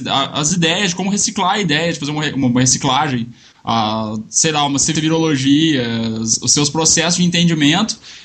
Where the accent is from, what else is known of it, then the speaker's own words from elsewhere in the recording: Minas Gerais, Brazil; sou de Minas